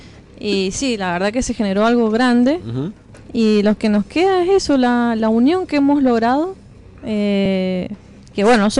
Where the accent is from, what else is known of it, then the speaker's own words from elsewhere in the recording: Mendoza, Argentina; Mendoza, sí, Capital.